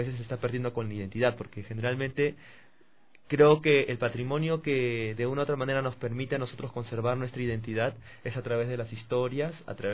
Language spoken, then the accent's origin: Spanish; Lima, Peru; Sí, del distrito de Pueblo Libre.